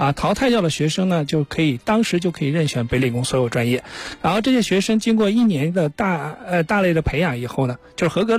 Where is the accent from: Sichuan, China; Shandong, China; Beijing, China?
Beijing, China